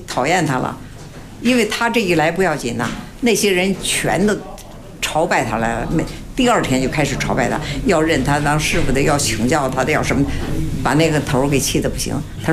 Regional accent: Baoding, Hebei, China; 因为我们是保定人嘛，也得算，属于保定府管。

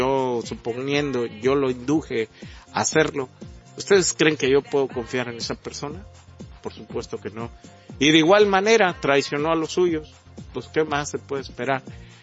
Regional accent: Mexico; nos dejaron a todos los mexicanos viviendo con migajas. Somos el país de América Latina que ganamos menos

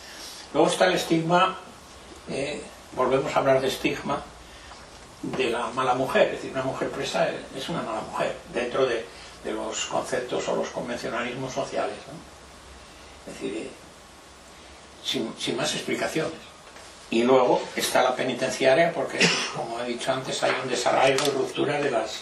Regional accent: Cuéllar, Castile and León, Spain; que es de cerca de mi pueblo, de Cuéllar

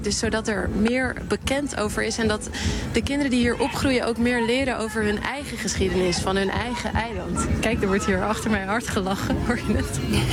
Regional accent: Sint Eustatius, Caribbean Netherlands; now in Netherlands; Ja, als ik zeg, ik kom uit Sint Eustatius, Stacia, zoals ze het daar noemen

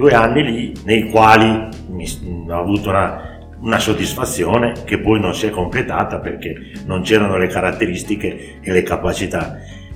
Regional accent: Reggio Emilia, Emilia-Romagna, Italy; vengo da Reggio Emilia, sono partito dal settore giovanile della Reggiana e poi a 19 anni ho cominciato a peregrinare per l'Italia

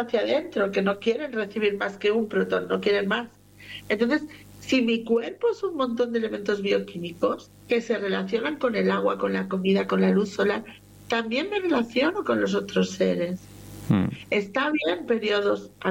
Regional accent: Catalonia, Spain; born there; Me castigaba por hablar con los españoles, porque encima yo nací en Cataluña.

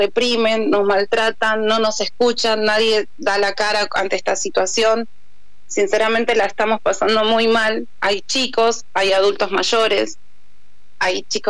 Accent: Virrey del Pino, Buenos Aires Province, Argentina; Bien, somos de Virrey del Pino, en kilómetro 35, el predio está ubicado entre Balestrín y California y Arroyo Morales.

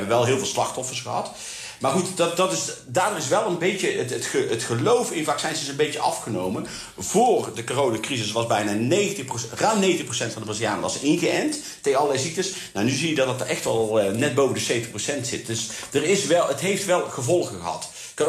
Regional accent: Zundert, North Brabant, Netherlands; born there; En ik ga elk jaar terug voor het grootste corso ter wereld. En dat is in mijn geboorteplaats, Zundert.

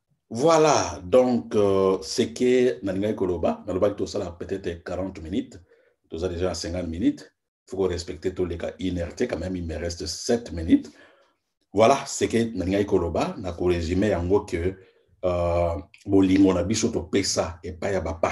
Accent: DR Congo; Bon, moi, je suis Congolais

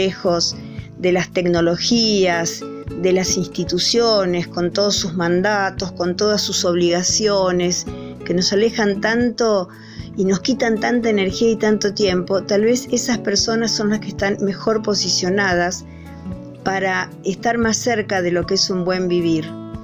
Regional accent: Mercedes, Buenos Aires Province, Argentina; also born or lived in Bariloche; now in Capilla del Monte, Argentina; vivo en Capilla del Monte. Aunque nací, me crié, viví en Mercedes, provincia de Buenos Aires, y muchos años en Bariloche.

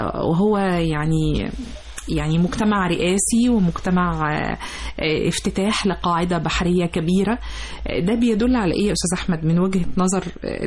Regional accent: Egypt; بالمعنى المحدد عندنا في مصر أحفاد

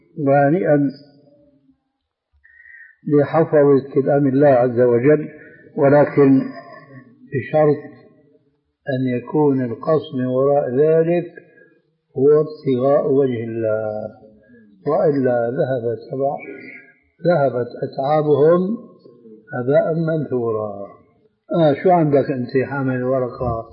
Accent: Syria; النعل صرارة موجودة كانت إلى عهد قريب عندنا في سوريا للرجال.

